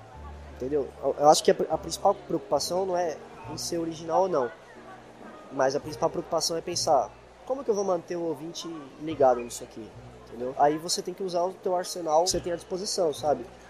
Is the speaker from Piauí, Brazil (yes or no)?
no; São Paulo, Brazil; a gente é aqui de São Paulo, né? São Paulo é uma megalópole, né? Considerado, né, uma grande capital, assim como várias outras no mundo, né? Como Nova York, etc.